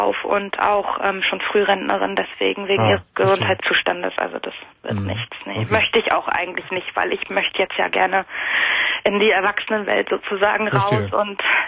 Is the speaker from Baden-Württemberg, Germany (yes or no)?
no; Mecklenburg-Vorpommern, Germany; moved away as an adult; Ich bin halt damals fürs Erststudium nach Hamburg gegangen. Ich komme eigentlich aus Mecklenburg-Vorpommern.